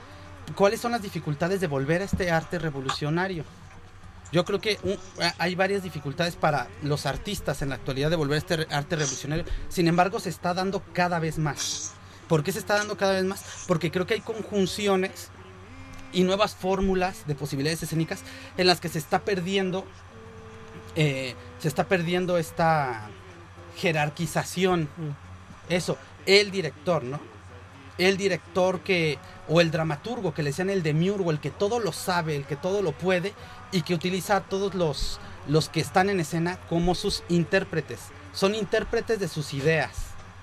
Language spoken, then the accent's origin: Spanish; Mexico; now in Spain; como mexicano que hace arte en España